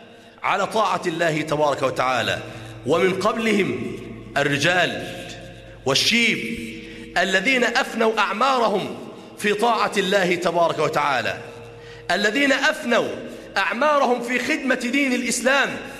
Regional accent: Damietta, Damietta Governorate, Egypt; عندنا في دمياط مسجد ما شاء الله من المساجد الكبيرة

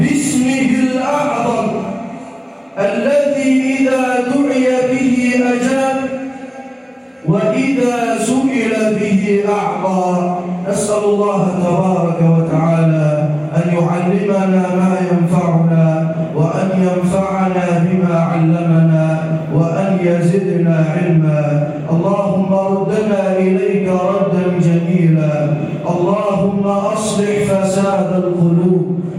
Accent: Egypt; واجعل بلدنا مصر راحة للأمن والأمان والسلم والسلام

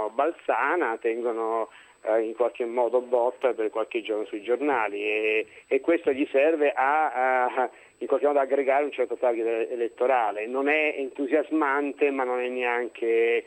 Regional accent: Rome, Lazio, Italy; Io mi sento italiano in quanto romano e viceversa

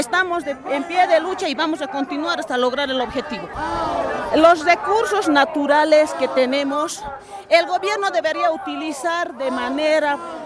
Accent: Bolivia; Entonces nosotros como bolivianos tenemos que luchar

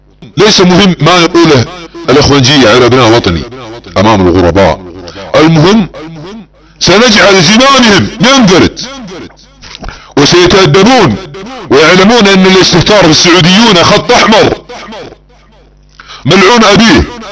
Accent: Saudi Arabia; احتلال بلادنا السعودية سياسيا فكريا مجرد امنيات ستذروها الرياح

